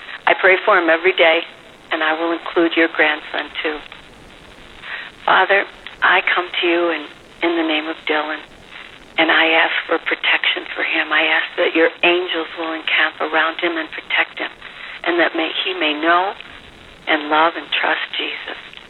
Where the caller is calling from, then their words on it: Costa Rica; from Costa Rica